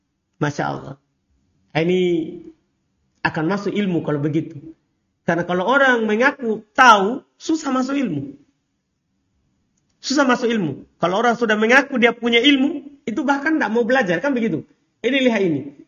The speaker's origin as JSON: {"language": "Indonesian", "region": "East Nusa Tenggara", "country": "Indonesia", "said": "Tidak perlu kita malu mengaku saya orang Flores."}